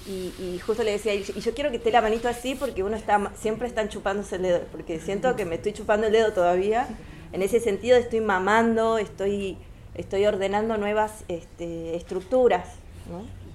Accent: Tucumán, Argentina; porque yo vengo de Tucumán, que todo es verde, todo es árbol, todo otra naturaleza

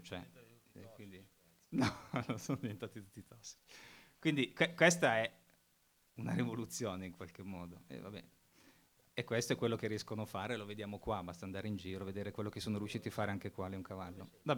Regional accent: Abbiategrasso, Lombardy, Italy; visto che veniamo da Abbiategrasso

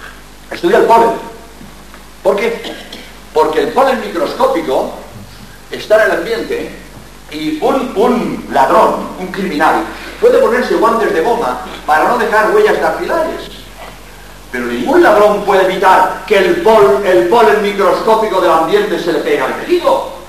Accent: Barcelona, Catalonia, Spain; born there; also born or lived in Madrid; now in Cádiz, Spain; Yo soy catalán, yo nací en Barcelona, mi juventud la pasé en Madrid, pero como jesuita soy andaluz.

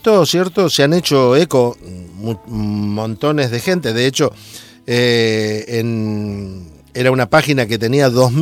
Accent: Santa Fe, Argentina; en el caso mío, que venimos de la provincia de Santa Fe, conocemos mucho

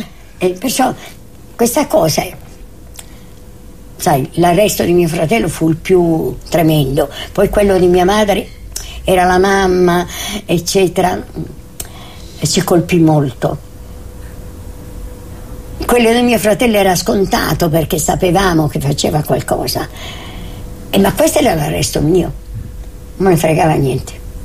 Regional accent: Rome, Lazio, Italy; born there; Io vengo da una famiglia sarda, e però sono stranamente l'unica figlia nata a Roma. Sono nata a Roma nel 1912, 27 marzo 1912.

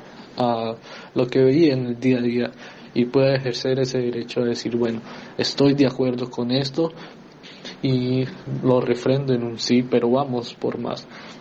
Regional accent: Colombia; la gran expectativa que tenemos como movimiento social y también como colombiano

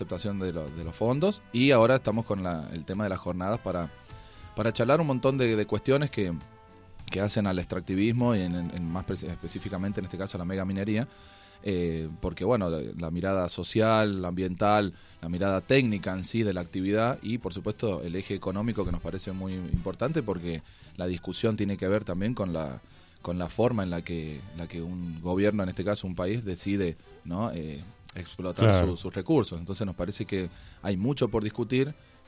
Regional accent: San Juan, Argentina; yo soy sanjuanino y en San Juan no pasa lo mismo

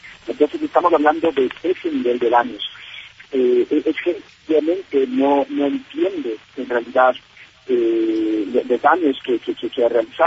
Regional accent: Ecuador; porque somos ecuatorianos

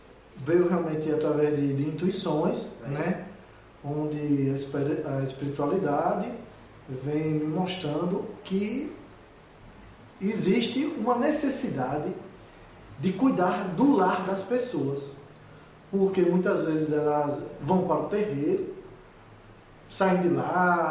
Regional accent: Aracaju, Sergipe, Brazil; Sou daqui de Aracaju mesmo.

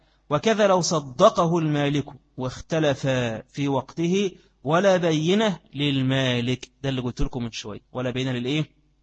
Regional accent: Egypt; وإن كان بخلاف عندنا، عندنا في مصر في وقت القائلة

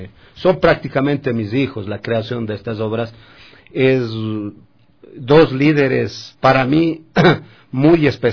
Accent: Coyacoto, Pichincha, Ecuador; yo soy originario de Coyacoto, es un pueblo que está cerca de Quito. Bueno, es un sitio donde nací, es un pueblo donde los pueblos quitucaras se asentaron en este sitio.

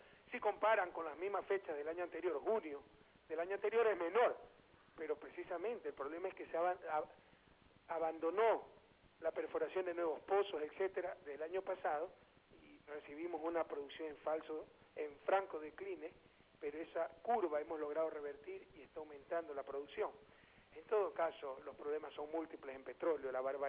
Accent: Guayaquil, Guayas, Ecuador; Y de noche llegamos de nuevo a Guayaquil y hemos pasado toda la semana en mi ciudad natal con motivo de sus fiestas

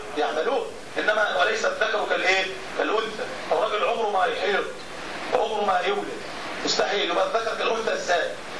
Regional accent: Egypt; مصري ومصر لها شأن وفضل، واحنا بنفخر ان احنا مصريين

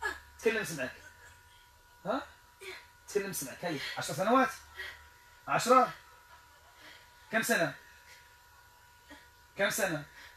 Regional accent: Morocco; وهذا يقع كثيرا عندنا في المغرب

